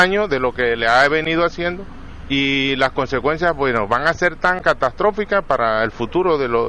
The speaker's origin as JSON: {"language": "Spanish", "country": "Panama", "said": "Nosotros como panameños debemos sentirnos realmente preocupados"}